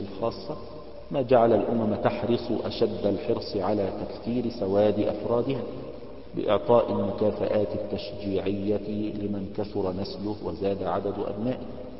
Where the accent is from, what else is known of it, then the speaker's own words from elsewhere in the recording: Egypt; now in United States; يعني عندنا في مصر حول يعني معونات من الدول الأجنبية